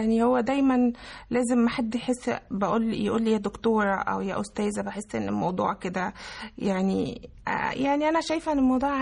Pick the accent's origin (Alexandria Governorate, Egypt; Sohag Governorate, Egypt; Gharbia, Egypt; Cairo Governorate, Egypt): Alexandria Governorate, Egypt; Alexandria; يعني تربيت في اسكندرية وعشت فيها. ما طلعتش بره،